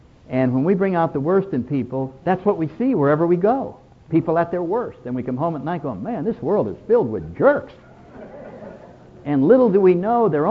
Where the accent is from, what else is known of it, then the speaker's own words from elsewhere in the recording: New England, United States; Well, I don't know any states where they ski except Vermont. I'm from New England.